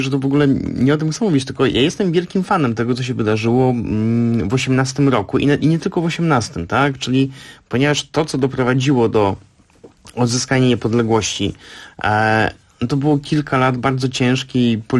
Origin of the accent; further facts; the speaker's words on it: Warsaw, Masovian Voivodeship, Poland; ja jestem z Warszawy, jestem wychowany w kulcie powstania